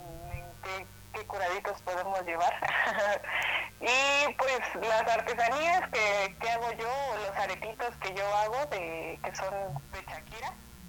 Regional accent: Guerrero, Mexico; porque somos pulqueros, somos del estado de Guerrero, pero somos pulqueros.

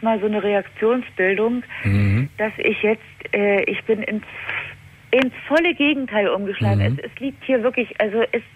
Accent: East Germany, Germany; Also ich bin in der DDR aufgewachsen

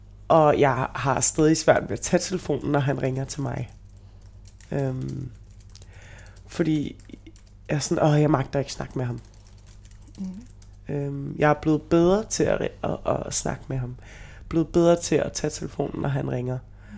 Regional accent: Brønshøj, Capital Region of Denmark, Denmark; Jeg er opvokset i Brønshøj. Min bror er opvokset i Brønshøj.

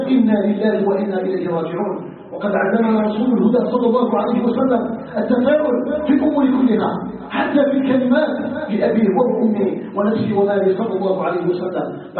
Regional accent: Algeria; اساله جل وعلا ان يجعل بلدنا الجزائر بلدا امنا مطمئنا

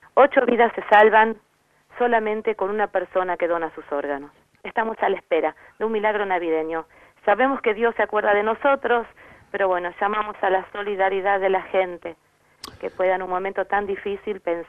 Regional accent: Quilmes, Buenos Aires Province, Argentina; nosotros somos de Quilmes

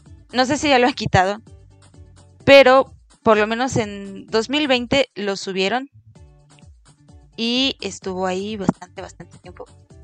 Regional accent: Mexico; Yo soy de México, no tengo nada que ver con Chile. Yo soy de México

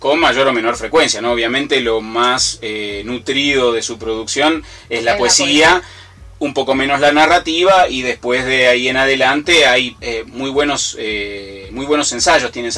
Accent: Argentina; now in Ecuador; yo, que soy argentino, ya vivía acá en Ecuador cuando surge la posibilidad de hacer este trabajo

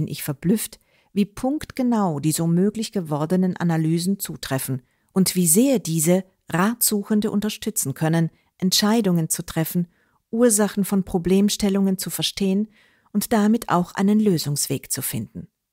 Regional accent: Klosterneuburg, Lower Austria, Austria; die ich gelegentlich in Wien oder meinem Heimatort Klosterneuburg anbiete.

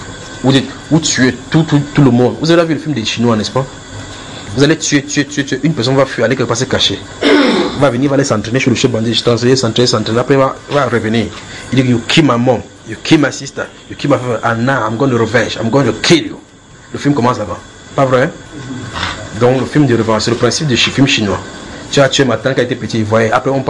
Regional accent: Cameroon; Si tu es Camerounais, je suis Camerounais.

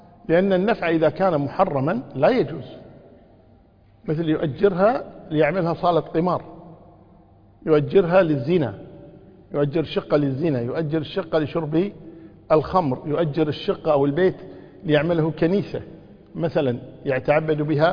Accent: Kuwait; سكنوا في بيت في عندنا في الكويت هنا في إحدى المناطق

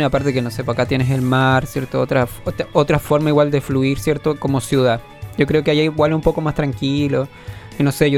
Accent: Osorno, Los Lagos, Chile; Sí, soy de Osorno.

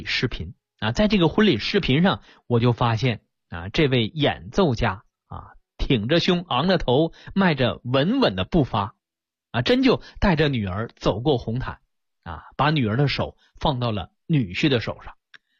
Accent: China; 我们中国人有句话叫通则不痛啊

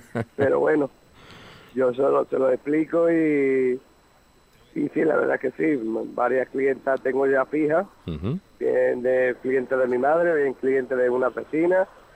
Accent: Málaga, Andalusia, Spain; Bueno, yo soy de Málaga.

